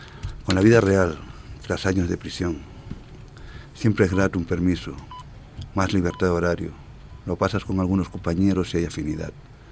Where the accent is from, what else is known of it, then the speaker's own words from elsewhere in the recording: Canary Islands, Spain; Una de las mejores derechas de Europa, mi tierra, el Atlántico.